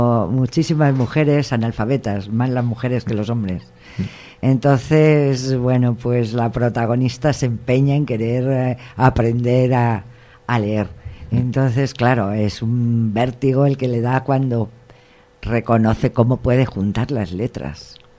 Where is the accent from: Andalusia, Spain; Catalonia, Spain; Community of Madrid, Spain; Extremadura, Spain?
Community of Madrid, Spain; Madrid; Mi identidad está en Madrid, yo soy madrileña